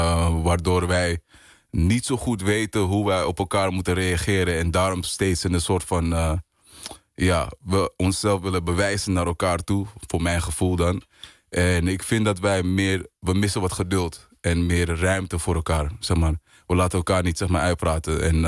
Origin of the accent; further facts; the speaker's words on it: Amsterdam, North Holland, Netherlands; Ik kom uit Amsterdam, Zuidoost. En Ja, ik ben eigenlijk een storytelling artist. Geboren en getogen in Amsterdam.